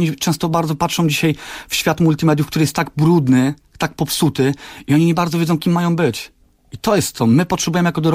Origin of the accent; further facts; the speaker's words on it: Pabianice, Łódź Voivodeship, Poland; Tak, jestem z Pabianic, jestem 35-letnim tatą z ogromem pomysłów dla mojej córeczki